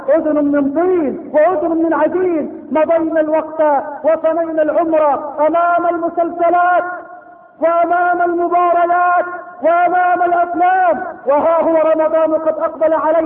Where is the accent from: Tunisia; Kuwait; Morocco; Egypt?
Egypt